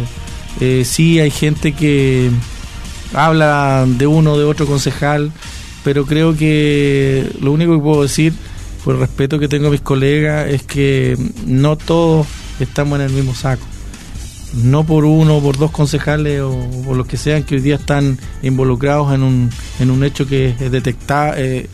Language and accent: Spanish; Río Claro, Venezuela; yo soy de Río Claro.